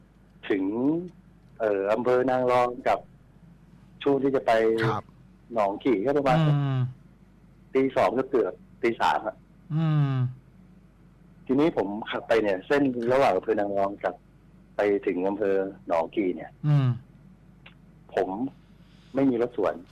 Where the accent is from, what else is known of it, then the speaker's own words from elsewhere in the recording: Central Thailand, Thailand; เพราะเราเป็นคนภาคกลางส่วนแฟนคนภาคอีสาน